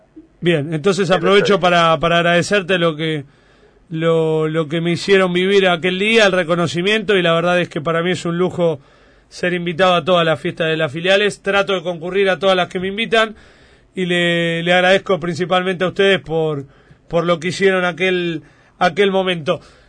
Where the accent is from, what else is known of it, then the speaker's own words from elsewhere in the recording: Avellaneda, Buenos Aires Province, Argentina; mi corazón está en el conurbano, no está en la capital federal, yo soy de Avellaneda